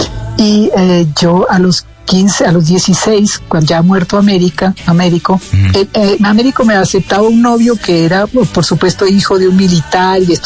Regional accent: Argentina; now in Colombia; en la época en que yo me vine de Argentina, en el año 70

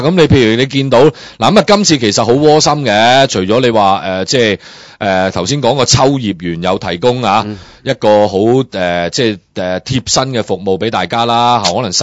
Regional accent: Hong Kong; 我哋以前我哋去日本或者我哋香港人

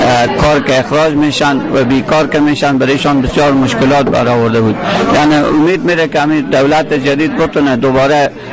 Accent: Afghanistan; now in Aarhus, Denmark; از افغانستانم.

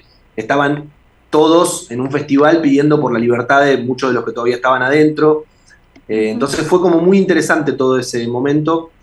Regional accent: Del Viso, Buenos Aires Province, Argentina; Además, yo crecí en Del Viso

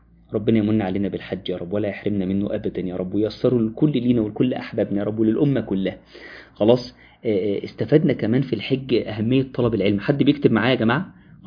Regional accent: Egypt; واحنا كمصريين عندنا المشكلة دي

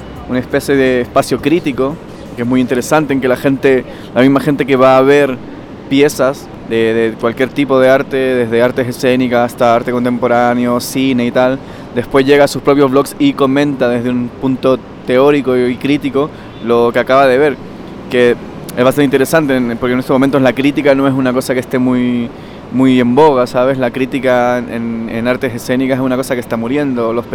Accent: Barcelona, Catalonia, Spain; vengo de Barcelona

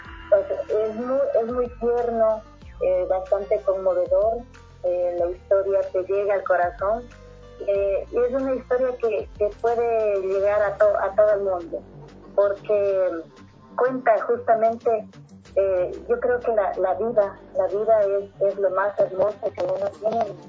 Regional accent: Ecuador; muchas veces renegamos de lo que es uno como ecuatoriano

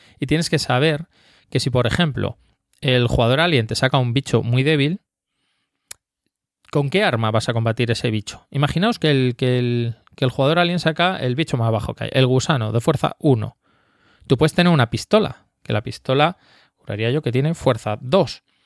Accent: France; yo soy francés

